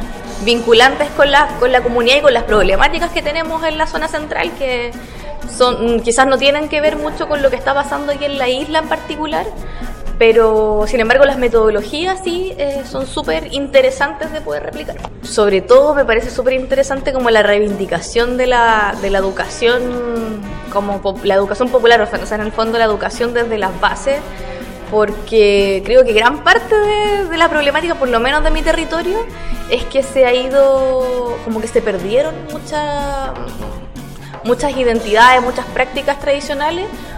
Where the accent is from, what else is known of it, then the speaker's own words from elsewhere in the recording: Valparaíso, Chile; yo particularmente soy del Valle de Ocoa, en la región de Valparaíso